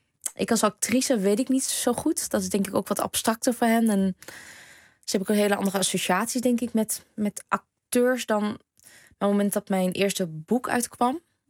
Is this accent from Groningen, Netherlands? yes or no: yes; Groningen, Netherlands; accent: Gronings; Want ik ben hier wel geboren. Ik ben in Groningen geboren. En ik heb tot ik naar de toneelschool ging... echt een Gronings en Vietnamese accent gehad... die ik kaart heb afgeleerd.